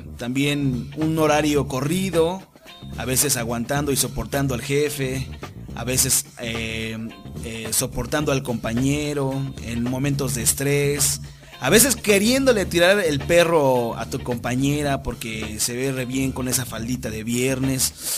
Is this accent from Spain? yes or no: no; Mexico; Como pueblo mexicano, vuelvo a invitar a todos